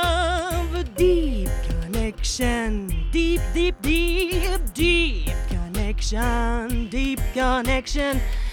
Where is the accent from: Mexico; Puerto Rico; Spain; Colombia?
Mexico; Yo crecí aquí en México